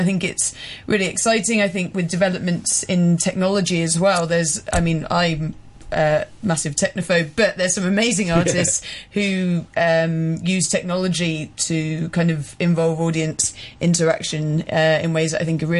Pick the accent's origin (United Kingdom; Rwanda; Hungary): United Kingdom; England; now in Scotland, United Kingdom; Yeah, I'm from England, but yeah. But I live in Scotland.